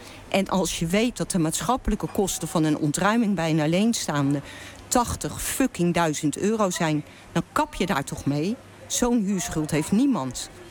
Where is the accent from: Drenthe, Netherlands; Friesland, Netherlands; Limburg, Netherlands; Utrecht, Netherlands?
Utrecht, Netherlands; born there; moved away as an adult; now in Rotterdam, Netherlands; Ik ben geboren in Utrecht, op de Oude Gracht, boven het café van mijn oma. Pas op mijn 22e kwam ik naar Rotterdam en ging in het centrum wonen.